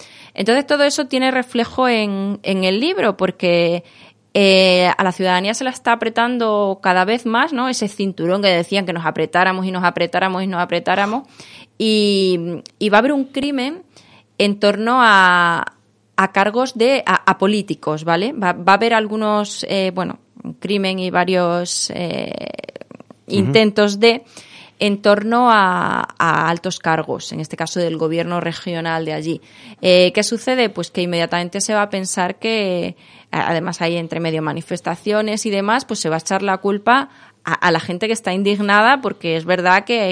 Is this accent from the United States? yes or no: no; Extremadura, Spain; also born or lived in Seville; now in Madrid, Spain; yo nací en Sevilla, pero bueno, nací en Sevilla, ahora vivo aquí en Madrid, me siento un poquito también de esos lugares, pero sobre todo extremeña, que es donde he pasado casi toda mi vida.